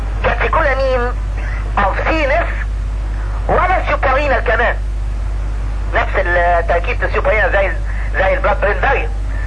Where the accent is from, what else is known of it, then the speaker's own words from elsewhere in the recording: Egypt; احنا عندنا في مصر ريزلبين والفا ميثايل دوب بيستخدم في الاجزخانات